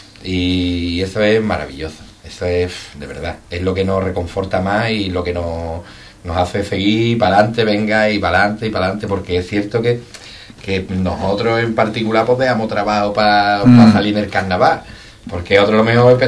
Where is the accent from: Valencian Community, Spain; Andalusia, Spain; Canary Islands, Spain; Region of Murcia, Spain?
Andalusia, Spain; Ubrique; Yo doy gracias a Ubrique de mi arma, que lo amo y los quiero más que nada, y soy profeta en mi pueblo. Gracias a Dios, y yo creo que los ubriqueños somos profetas de nuestro pueblo casi todos, ¿no?